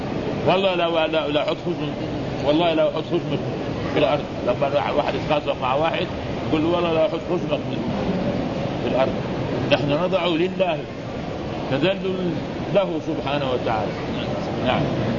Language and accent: Arabic; Mecca, Makkah Province, Saudi Arabia; وعندنا في مكة المعلقة موجهة إلى القبلة